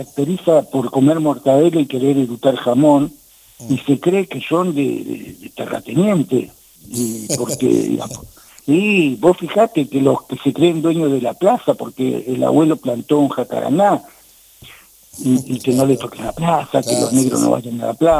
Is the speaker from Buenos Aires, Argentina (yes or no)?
yes; Villa Jardín, Buenos Aires, Argentina; yo no, yo vengo importado de Villa Jardín, sí, pero vecino.